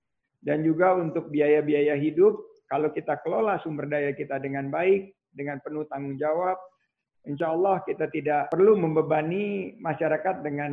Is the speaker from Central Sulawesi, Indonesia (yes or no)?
no; Pekanbaru, Riau, Indonesia; born there; saya kelahiran Rumbai, Pekanbaru